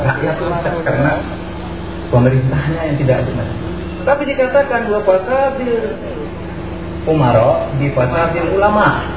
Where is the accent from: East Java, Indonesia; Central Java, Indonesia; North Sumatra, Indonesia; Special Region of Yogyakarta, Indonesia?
East Java, Indonesia; Waru; born there; Saya itu lahir di Madura, di sebuah desa terpencil namanya Desa Waru.